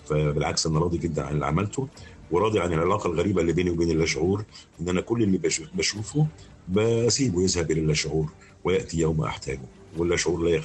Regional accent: Alexandria, Alexandria Governorate, Egypt; now in Cairo, Egypt; أنا لما جيت القاهرة هنا ما كنتش طايقها، لان انا اسكندراني مش واخد على الزحمه دي، وانا جيت طبعا القاهره

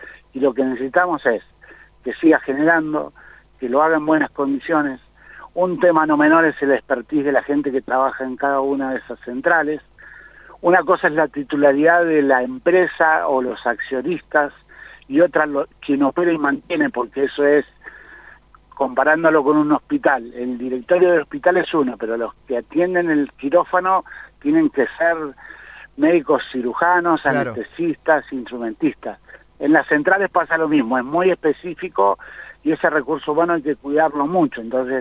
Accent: Argentina; En el tema de la energía eléctrica, primero deberíamos, como argentinos, tener claro una definición.

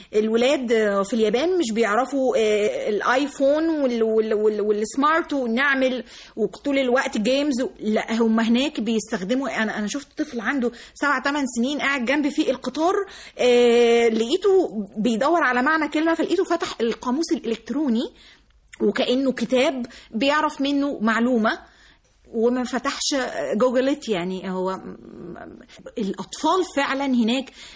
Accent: Egypt; مش انا بس، لا احنا كلنا كمصريين او كعرب عندنا حتة المشاعر تطغى علينا.

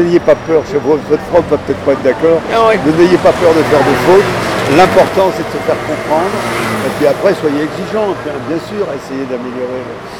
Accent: France; si j'étais une langue, je suis français, hein, au niveau de la langue.

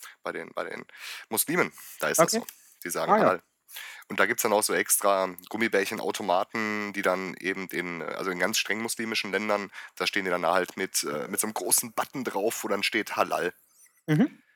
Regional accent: North Rhine-Westphalia, Germany; Da, wo ich herkomme, ist E und Äh fast das Gleiche. Wir haben da auch ernstzunehmende Probleme. Wir sind sozusagen die Chinesen des Ruhrgebiets.

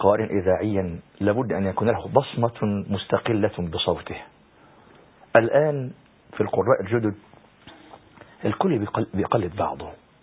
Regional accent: Egypt; معنى كلام سيادتك إن النوادر أو المواهب عندنا في مصر ندرت وقلت ولا إيه؟

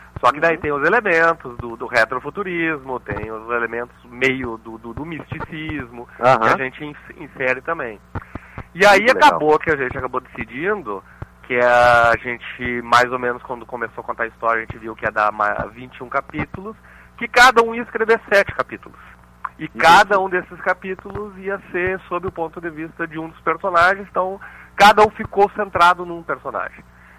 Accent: Santa Maria, Rio Grande do Sul, Brazil; Nós três somos de Santa Maria.

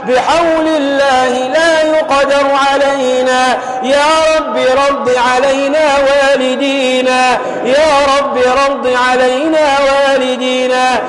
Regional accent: Tunisia; احفظ بلدنا تونس يا أرحم الراحمين

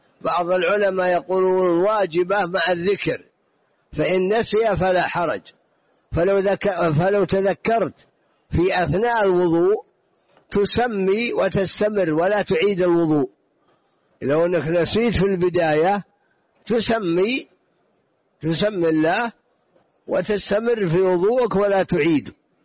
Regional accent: Najd, Saudi Arabia; فلا بد أن يكون مثلا عندنا في نجد

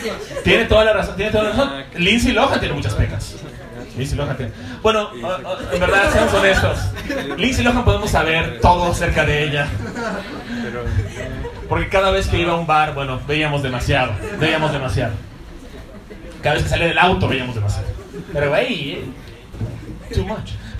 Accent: Cancún, Quintana Roo, Mexico; Soy de Cancún, yo puedo reconocer un bikini muy rápidamente.

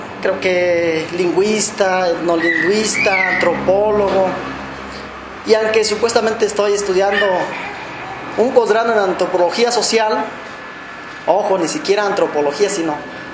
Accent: Michoacán, Mexico; Soy nativo de una comunidad indígena de Michoacán, del pueblo purépecha. Lamentablemente ya no conocí la lengua purépecha, no la hablo, no la entiendo.

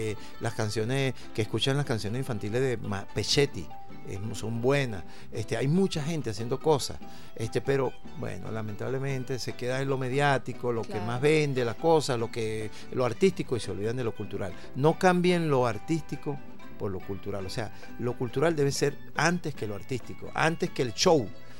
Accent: La Vega, Dominican Republic; yo soy de La Vega, vivo en La Vega y creo que va a morir en La Vega

